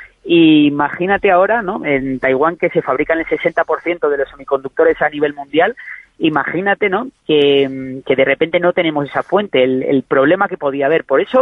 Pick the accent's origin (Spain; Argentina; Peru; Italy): Spain; a mí me preocupa mucho de cara como persona española